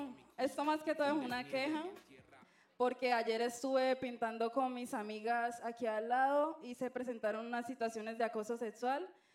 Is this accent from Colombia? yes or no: yes; Colombia; cuando se supone que aquí todos somos colombianos, a todos nos toca esto